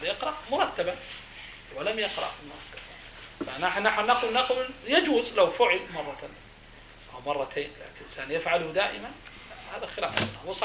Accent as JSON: {"language": "Arabic", "country": "Saudi Arabia", "said": "إحنا مثلا عندنا في السعودية مثلا فلل، يعني الشقق عندنا قليل"}